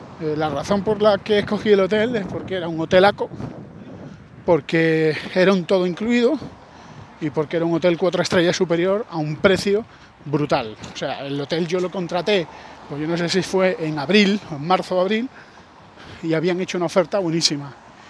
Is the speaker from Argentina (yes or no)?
no; Spain; yo soy español